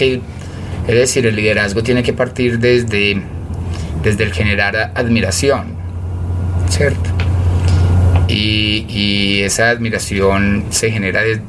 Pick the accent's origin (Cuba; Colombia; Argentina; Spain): Colombia; Envigado, Antioquia; los dos venimos de La Mina en Envigado, entonces hay como cierta... Y somos orgullosos de haber nacido